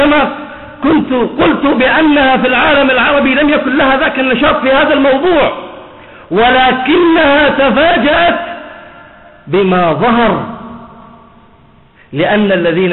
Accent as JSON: {"language": "Arabic", "country": "Bahrain", "said": "عندنا في البحرين سجلت الحالات التي سجلت بهذا المرض"}